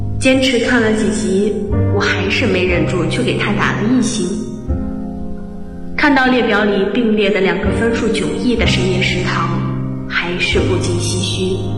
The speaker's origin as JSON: {"language": "Chinese", "town": "Guangzhou", "region": "Guangdong", "country": "China", "lives_now": "Nanjing, China", "said": "来自广东广州，我在南京大学，距离我的家乡1267公里。"}